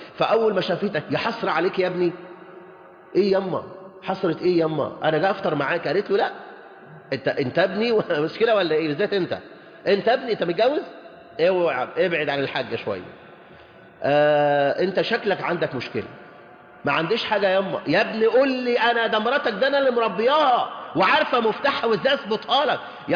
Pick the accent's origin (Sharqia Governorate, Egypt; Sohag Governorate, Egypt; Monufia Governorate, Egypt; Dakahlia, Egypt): Dakahlia, Egypt; Mansoura; أنا زوجتي من كايرو وأنا من المنصورة، فلاحين المنصورة